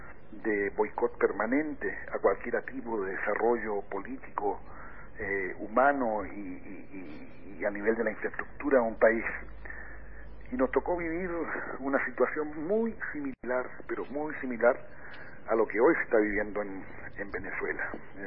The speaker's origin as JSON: {"language": "Spanish", "country": "Chile", "said": "yo tengo que compararlo necesariamente con la experiencia que yo, como chileno, me tocó vivir en mi país"}